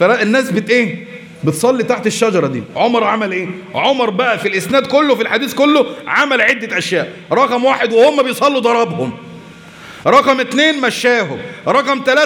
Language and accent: Arabic; Egypt; احنا دلوقتي عندنا في مصر